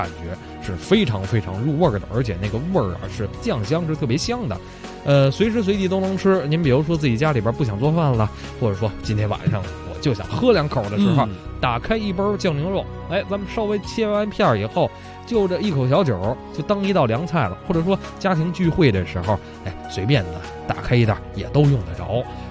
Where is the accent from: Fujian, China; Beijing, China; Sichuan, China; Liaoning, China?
Beijing, China; 我喜欢吃咱们北京的酱货，我是北京人嘛。